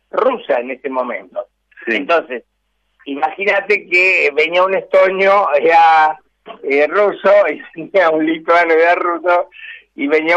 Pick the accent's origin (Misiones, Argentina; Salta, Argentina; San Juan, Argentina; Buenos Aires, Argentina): Buenos Aires, Argentina; Y yo de esto entiendo mucho porque me crié en Villa Crespo, ¿no?